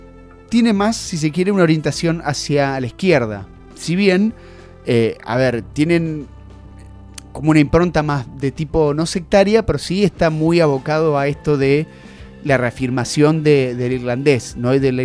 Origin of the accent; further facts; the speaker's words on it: Argentina; Somos fanáticos argentinos, nuestro club de segunda división del exterior.